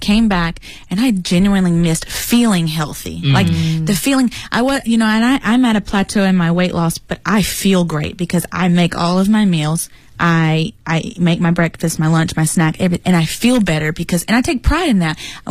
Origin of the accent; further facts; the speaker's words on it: United States; I'm very American